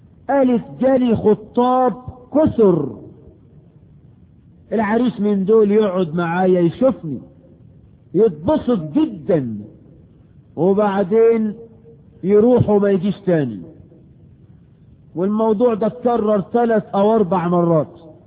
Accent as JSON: {"language": "Arabic", "country": "Egypt"}